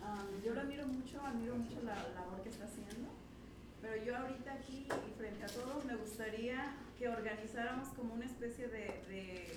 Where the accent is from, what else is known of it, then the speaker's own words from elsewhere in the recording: Cuernavaca, Morelos, Mexico; Yo también soy de Cuernavaca, Morelos.